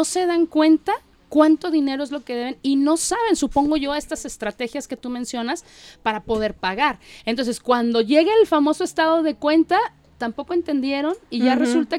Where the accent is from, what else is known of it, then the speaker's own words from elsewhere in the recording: Mexico; creo que ahí es lo que más nos falla y más como mexicanos.